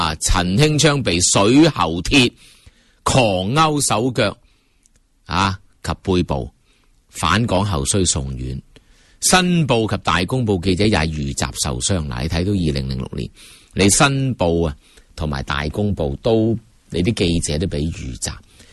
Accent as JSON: {"language": "Cantonese", "country": "Hong Kong", "said": "那你就知道我们香港人呢，如果我们自己在这个自由的角度"}